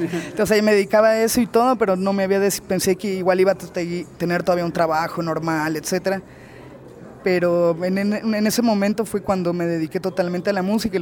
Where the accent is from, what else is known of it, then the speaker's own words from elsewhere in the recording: Veracruz, Mexico; Yo soy de Veracruz, del Puerco, y nada, me vine a estudiar más bien cine acá, allí en el CNA